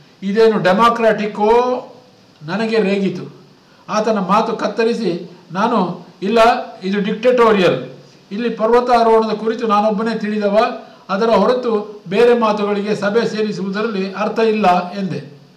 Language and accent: Kannada; Ballari, Karnataka, India; also born or lived in Madikeri / Bengaluru / Mysuru; now in Mangaluru, India; 1975 ಮಂಗಳೂರು ನನ್ನೂರಲ್ಲ, ಹುಟ್ಟೂರು ಮಡಿಕೇರಿ, ಬೆಳೆದೂರು ಬಳ್ಳಾರಿ, ಬೆಂಗಳೂರು ಮತ್ತು ಮೈಸೂರು.